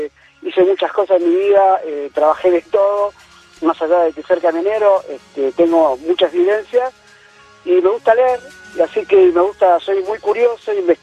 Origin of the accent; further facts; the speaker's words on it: Tigre, Buenos Aires Province, Argentina; Bueno, somos de Tigre, así que estoy llegando a casa ya.